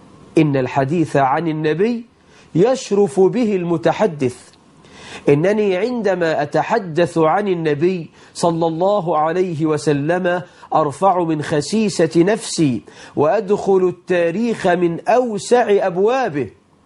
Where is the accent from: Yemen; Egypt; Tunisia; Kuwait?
Egypt; فالله أسأل أن يجعل بلدنا مصر آمنة مطمئنة